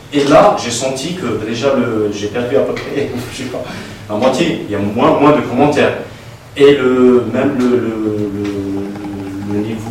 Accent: Algeria; on n'est pas des Suisses, je veux dire, on n'a pas vécu dans la paix, on est des Algériens

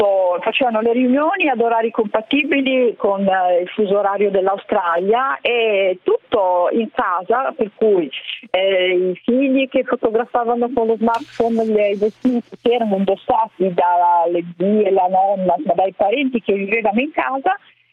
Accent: Genoa, Liguria, Italy; io sono genovese, quindi sentir parlare Costa Crociere mi ricorda sempre quando ero ragazzina, vivevo sul mare. Adesso vivo su un lago, però non è lo stesso.

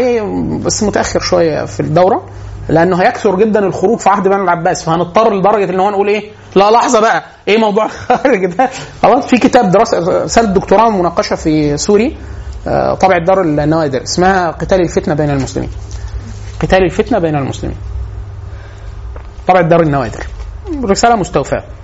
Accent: Egypt; born there; هو من ليبيا بس اتولد في ليبيا وانا اتولدت في مصر.

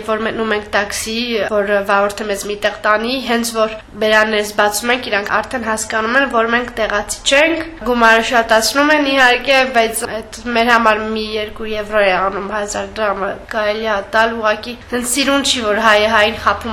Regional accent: Armenia; now in Belgium; 90-ական թվերին էլ ես էլ այդ շարժումից եմ գալիս, ընդա մեծացել ենք ու մենք հայաստանցի ենք կոչվում, իսկ երբ որ գալիս ենք Հայաստան, մեզ եվրոպացու տեղ են դնում, այսինքն սփյուռքը հայ ենք, ոչ Բելգիայում ենք բելգիացի, ոչ Հայաստանում ենք հայաստանցի

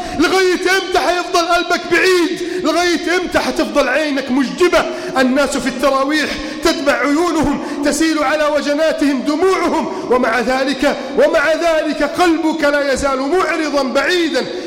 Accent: Egypt; اللهم إنا نسألك أن تحفظ بلدنا مصر من كيد الكائدين

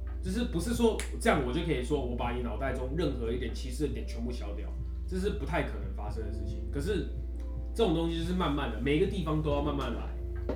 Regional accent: Taiwan; 我觉得我没办法不说我是台湾人，我就是他妈台湾人，我从小到大就是在台湾长大，我的祖先也都是在台湾。

